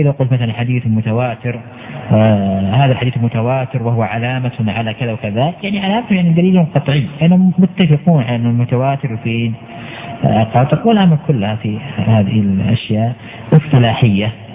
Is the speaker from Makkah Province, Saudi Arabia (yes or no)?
no; Al-Qassim, Saudi Arabia; حتى عندنا مثلا في القصيم